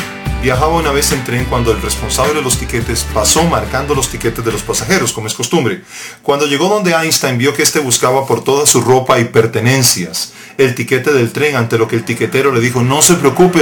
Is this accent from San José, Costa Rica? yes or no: no; Heredia, Costa Rica; Él nos llevó a un pequeño aposento alto en mi provincia natal, Heredia, en Costa Rica